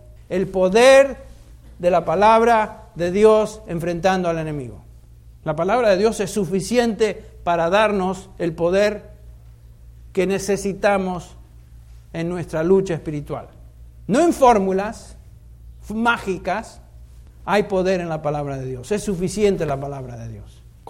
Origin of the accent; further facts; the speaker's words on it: Argentina; Aquellos que somos argentinos tomamos mate.